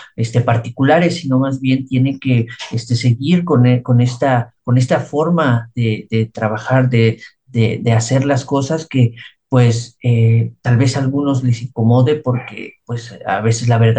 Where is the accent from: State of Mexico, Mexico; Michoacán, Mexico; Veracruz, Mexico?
Veracruz, Mexico; Teocelo; Mira, yo soy de Teocelo y mi familia es de aquí, toda mi familia es de aquí. Y bueno, yo vivía a la vuelta de la emisora de Radio Teocelo.